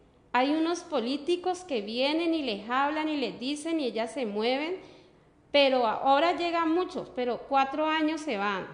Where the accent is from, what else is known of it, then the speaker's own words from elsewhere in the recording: Cali, Valle del Cauca, Colombia; Yo nací en Cali, en el mismo barrio que vivo en la casa de mi mamá. Mi mamá, pues, sí es de Nariño, pero mis ancestros son de Cali. Tengo 3 hijos